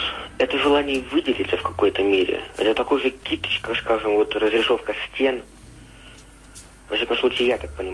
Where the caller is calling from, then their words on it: Yaroslavl, Yaroslavl Oblast, Russia; Я звоню из Ярославля.